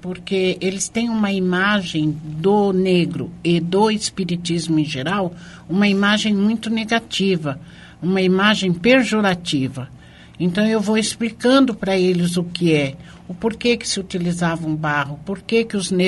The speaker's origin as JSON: {"language": "Portuguese", "region": "São Paulo", "country": "Brazil", "said": "Paulista."}